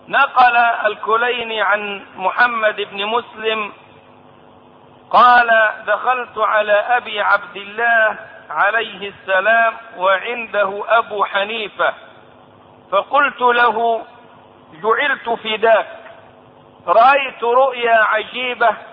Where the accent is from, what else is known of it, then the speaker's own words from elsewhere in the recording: Egypt; ومن قريب سمعت داعيتهم المزعوم عندنا في مصر